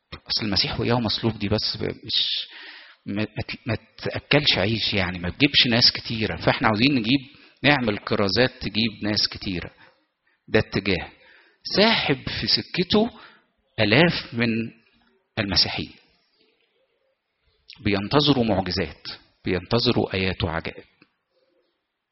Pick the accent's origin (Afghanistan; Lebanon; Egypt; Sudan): Egypt; وإحنا شعب مصري متدين بطبع.